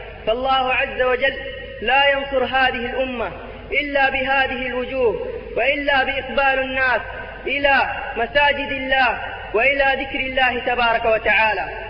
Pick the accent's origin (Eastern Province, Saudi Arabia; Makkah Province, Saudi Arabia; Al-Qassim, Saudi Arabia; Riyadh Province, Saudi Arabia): Makkah Province, Saudi Arabia; Jeddah; فنحن إخوانكم من المملكة العربية السعودية من جدة، أتينا لزيارة هذا البلد الحبيب